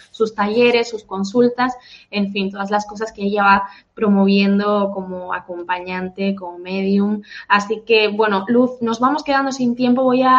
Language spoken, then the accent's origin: Spanish; Peru; ¿Por qué está pasando esto en mi país?